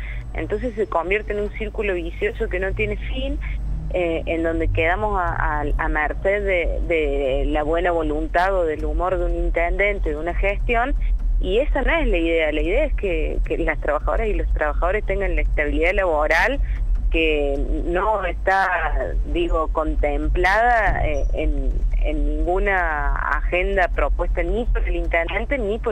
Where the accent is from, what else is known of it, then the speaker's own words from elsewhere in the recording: Río Cuarto, Córdoba, Argentina; Yo soy de Río Cuarto